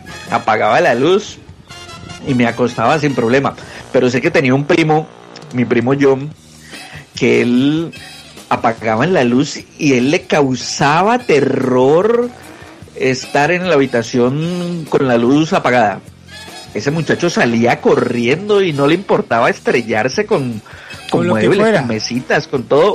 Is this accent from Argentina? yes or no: no; Colombia; Claro, como yo vengo de Colombia, donde no hace tanto viento, no hace así, pues, el viento no hace tanto ruido.